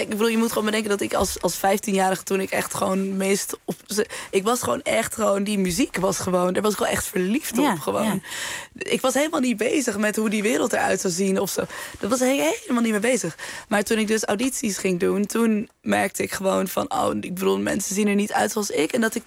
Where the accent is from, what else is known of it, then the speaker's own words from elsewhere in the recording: Amsterdam, North Holland, Netherlands; En dat me toen werd gevraagd van, ja, maar waar kom je vandaan? En toen zei ik, naar Amsterdam.